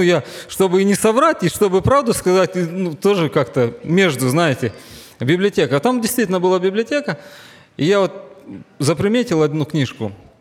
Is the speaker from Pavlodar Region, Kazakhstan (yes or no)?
yes; Pavlodar, Pavlodar Region, Kazakhstan; Я вырос в Павлодаре, в Казахстане.